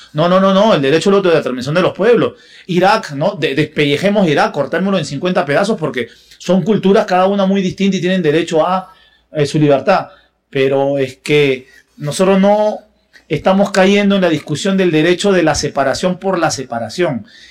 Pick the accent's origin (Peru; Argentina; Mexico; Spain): Peru; Yo soy peruano